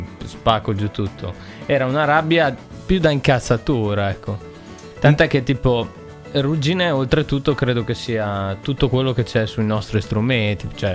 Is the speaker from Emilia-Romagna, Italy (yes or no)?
yes; Reggio Emilia, Emilia-Romagna, Italy; a Reggio Emilia, cioè dalle nostre parti, oppure in dialetto reggiano persino